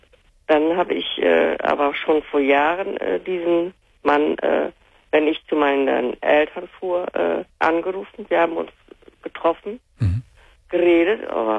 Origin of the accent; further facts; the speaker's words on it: Northern Germany, Germany; born there; Ja, ich bin gebürtig aus dem Norden.